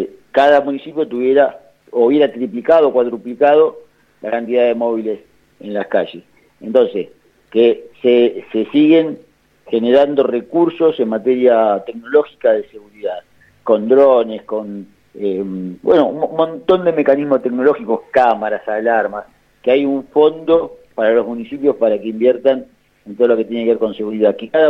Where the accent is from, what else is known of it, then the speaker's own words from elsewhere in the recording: Argentina; lamentablemente porque somos los argentinos los que lo padecemos, este gobierno viene en caída libre.